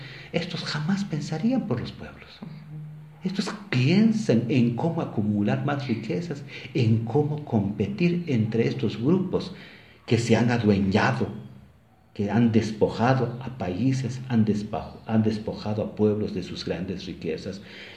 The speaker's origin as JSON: {"language": "Spanish", "town": "Santa Cruz del Quiché", "region": "Quiché", "country": "Guatemala", "second_language": "Spanish", "said": "porque yo soy de Santa Cruz del Quiché y hablo Quiché"}